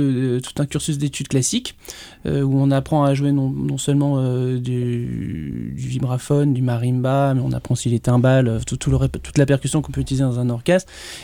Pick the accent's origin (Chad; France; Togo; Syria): France; Nice, Provence-Alpes-Côte d'Azur; Un jour, je suis niçois, j'étais à Nice